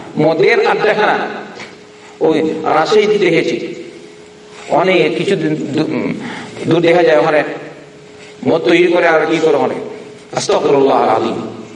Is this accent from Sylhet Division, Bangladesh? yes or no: yes; Sylhet Division, Bangladesh; আমি তো সিলেটের মানুষ, দেখলাম না গরম।